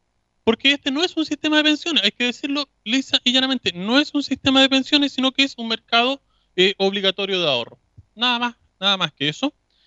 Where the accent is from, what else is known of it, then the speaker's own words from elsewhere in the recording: Chile; cuál es el sistema que como chilenos queremos para nuestro futuro.